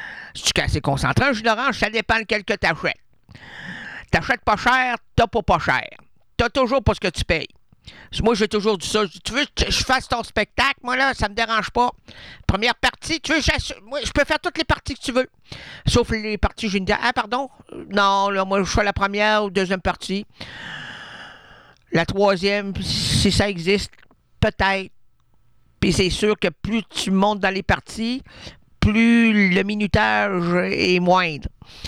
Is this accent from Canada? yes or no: yes; Quebec City, Quebec, Canada; born there; Je suis né à Québec.